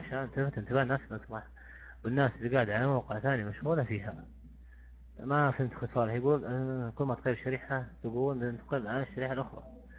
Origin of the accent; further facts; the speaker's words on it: Saudi Arabia; يعني إحنا كسعوديين يعني أفضل شيء مثلا عندنا مجالس مثلا